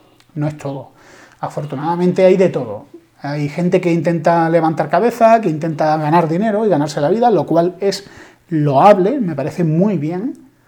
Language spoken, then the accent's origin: Spanish; Spain; yo soy español, intento sentirme orgulloso de ser español, me gusta la historia de mi país